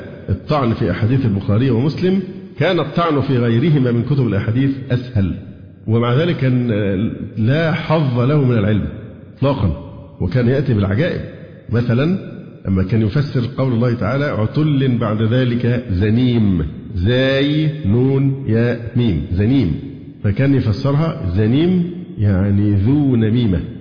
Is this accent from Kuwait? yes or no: no; Egypt; عشان أنا شكلي مصري